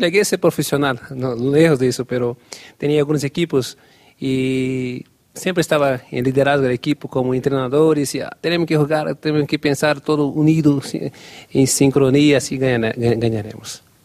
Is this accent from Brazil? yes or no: yes; Brazil; Spanish is a second language; A mí, como los brasileños, encanta el fútbol.